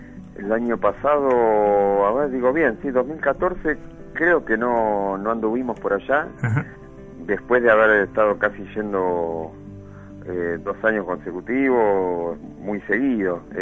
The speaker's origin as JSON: {"language": "Spanish", "town": "Bernal", "region": "Buenos Aires Province", "country": "Argentina", "tie": "born or raised there", "said": "yo soy de Quilmes, de Bernal, en realidad, originario."}